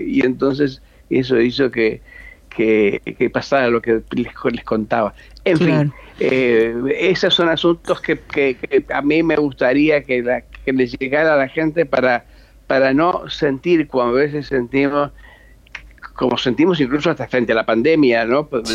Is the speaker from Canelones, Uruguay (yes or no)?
no; Rocha, Uruguay; En mi caso de Rocha